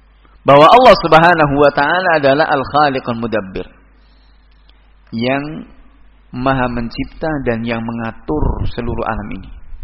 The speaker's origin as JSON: {"language": "Indonesian", "town": "Surakarta", "region": "Central Java", "country": "Indonesia", "said": "Apalagi saya datang dari Solo, ikonnya kesyirikan."}